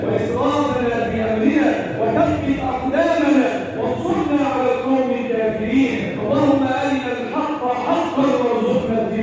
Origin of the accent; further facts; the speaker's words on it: Egypt; اللهم احفظ بلدنا مصر وسائر بلاد